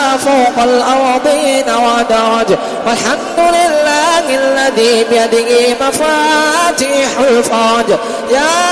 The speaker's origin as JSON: {"language": "Arabic", "country": "Indonesia", "said": "خصوصا في بلدتنا اندونيسيا يا رب العالمين"}